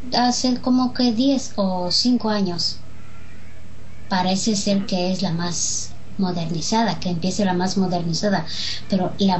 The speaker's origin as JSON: {"language": "Spanish", "country": "Romania", "said": "vivo en Rumania, soy rumana. No sé hablar romaní"}